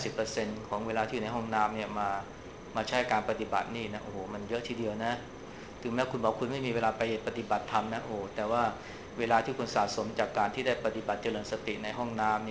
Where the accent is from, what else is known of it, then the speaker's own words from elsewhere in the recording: Bangkok, Thailand; พวกเราเนี่ยคนกรุงเทพเนี่ยเวลาเจอไฟแดงเนี่ยเราจะหงุดหงิดขึ้นมาทันทีนะ